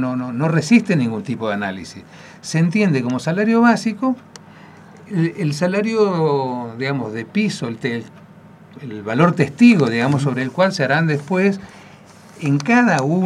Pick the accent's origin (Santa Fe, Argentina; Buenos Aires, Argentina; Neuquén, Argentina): Buenos Aires, Argentina; born there; Yo nací en Buenos Aires.